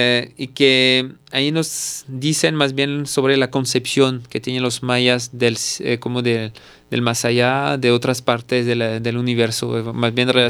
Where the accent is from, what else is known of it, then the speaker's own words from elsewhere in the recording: Mexico; Van a pensar que soy más guatemalteco que mexicano.